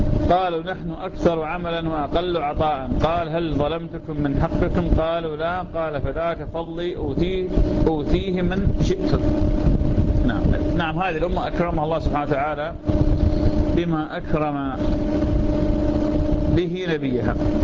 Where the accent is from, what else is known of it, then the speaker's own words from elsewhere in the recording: Iraq; هاي نوع من أنواع الحمضيات ما موجودة عندنا في العراق